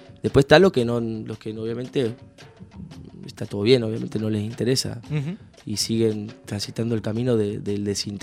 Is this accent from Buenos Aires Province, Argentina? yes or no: no; Tucumán, Argentina; yo soy de acá de Tucumán y esta samba que es tan característica de Tucumán, la tengo que cantar